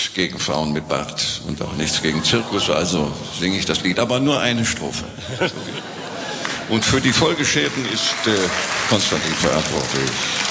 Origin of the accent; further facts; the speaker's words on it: Northern Germany, Germany; wenn ich als Norddeutscher in Wiener Mundart Lieder singe, das hat was Freakiges